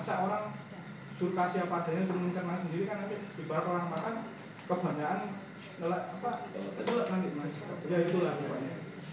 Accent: Jember, East Java, Indonesia; Jadi masalah saya dari Jember kan

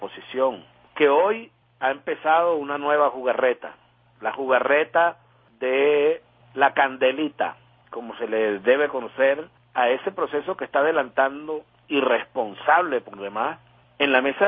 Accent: Venezuela; el mal crónico que más nos afecta a nosotros como venezolanas y venezolanos hoy en día

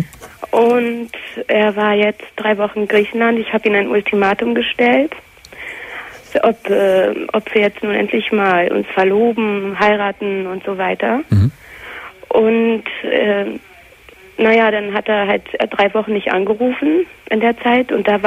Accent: Germany; born there; Ich bin in Deutschland geboren, nur meine Vorfahren halt nicht.

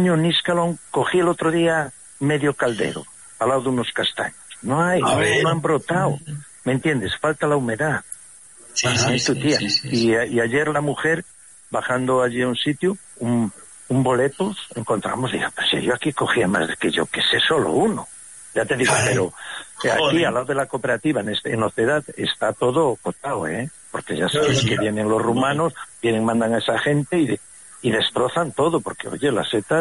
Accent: Castile and León, Spain; Yo soy de la Tebaida Berciana y le llamamos rapona a la misma castaña, a la pared.

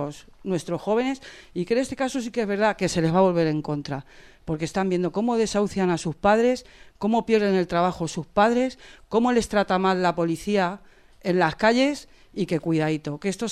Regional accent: Madrid, Community of Madrid, Spain; Yo soy del barrio de Vallecas, de un barrio obrero

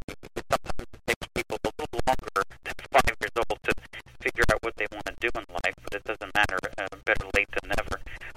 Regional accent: New Jersey, United States; now in Poughkeepsie, United States; I'm not from here originally. I'm from New Jersey, but I've been to living in Poughkeepsie for 6 years

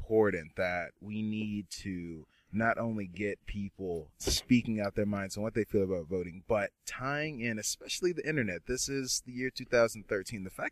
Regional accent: Dallas, Texas, United States; now in Arlington, United States; I grew up in Dallas, living in various suburbs of Dallas, and then just now, I've been in Arlington since 2008, 2009

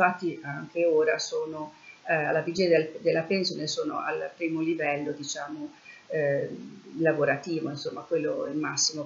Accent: Bologna, Emilia-Romagna, Italy; moved away as an adult; also born or lived in Naples; io sono di origini bolognesi, io sono nata a Bologna e vissuta a Bologna, ho studiato lì fino a 20 anni, poi mi sono trasferita a Napoli dove ho vissuto per 6 anni e lì mi sono laureata alla Federico II in lettere e filosofia

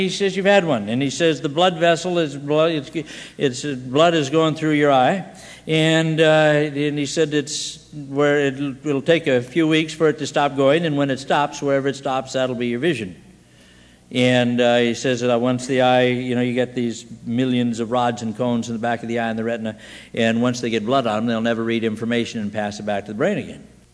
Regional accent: Scotland, United Kingdom; And I'm a Scotsman, and I'm stupid, and I'm stubborn.

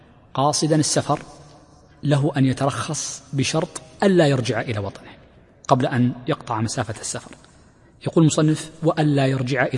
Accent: Mecca, Makkah Province, Saudi Arabia; وهكذا بعض المدن المتقاربة جدا عندنا في مكة

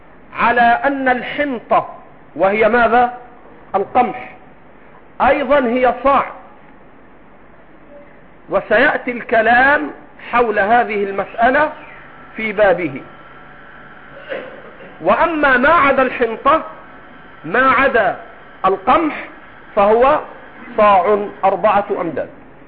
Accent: Egypt; أنا 20 سنة أقعد مع المصريين وأنا مصري

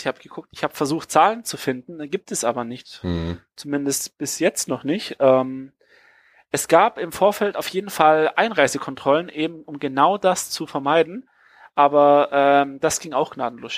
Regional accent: Hamburg, Germany; mir wird es als Hamburger auf den Sack gehen, wenn die Innenstadt abgesperrt wird

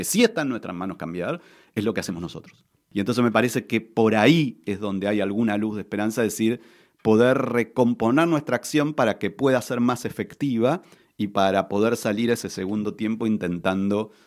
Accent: Argentina; Mira, como buen argentino soy muy futbolero

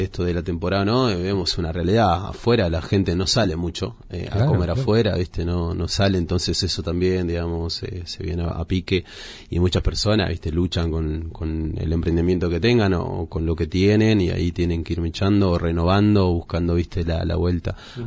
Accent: Córdoba, Argentina; now in La Falda, Argentina; Yo soy provinciano de Córdoba, nacido, criado.

